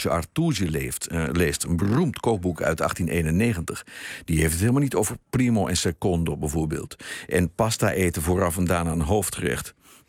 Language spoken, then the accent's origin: Dutch; North Holland, Netherlands; op verzoek van de Zaanstreek, waar ik vandaan kom.